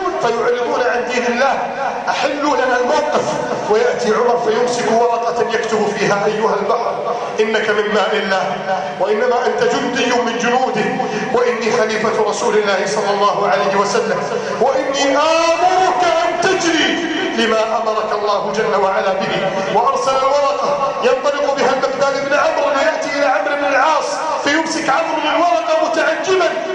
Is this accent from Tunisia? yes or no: no; Egypt; اللهم إنا نسألك أن تجعل بلادنا مصر سخاء رخاء أمنا أمانا